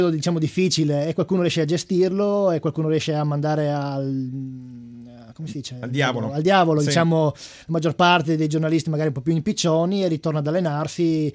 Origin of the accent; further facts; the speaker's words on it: Friuli-Venezia Giulia, Italy; Coltivata vigna, ovviamente, sono friulano